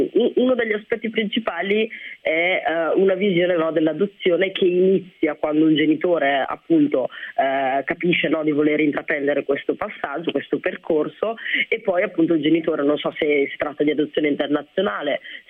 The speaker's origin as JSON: {"language": "Italian", "country": "Rwanda", "said": "Ruanda. Io appunto, come dicevate, sono nata nel 1991 e già nel 1993 sono iniziati i primi scontri, no, nel mio paese."}